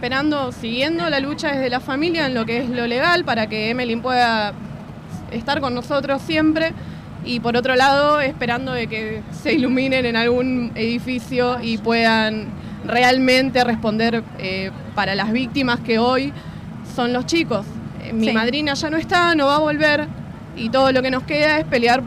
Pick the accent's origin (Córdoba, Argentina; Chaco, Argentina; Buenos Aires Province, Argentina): Buenos Aires Province, Argentina; Lanús; soy de Lanús